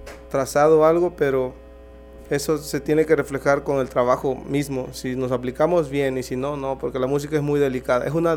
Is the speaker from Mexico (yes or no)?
yes; Mexico; Y eso es como que algo que me duele como mexicano, ¿no?